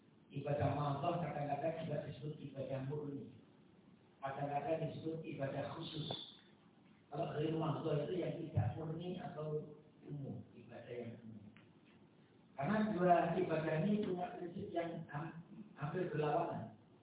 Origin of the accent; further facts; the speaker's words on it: Polokarto, Central Java, Indonesia; tapi sebenarnya saya dari Bimbing, Polokarto, Sukoharjo.